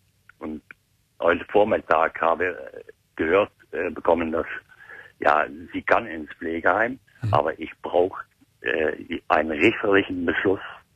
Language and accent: German; Netherlands; German is a second language; Nee, ich bin Holländer.